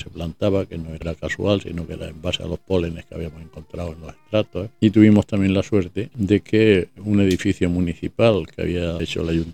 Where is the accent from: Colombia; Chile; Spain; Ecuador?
Spain; Málaga, Andalusia; Yo no nací en Málaga, nací mi familia de origen extremeño. Ajá. Pero prácticamente se vinieron para acá. Y aquí me he hecho hombre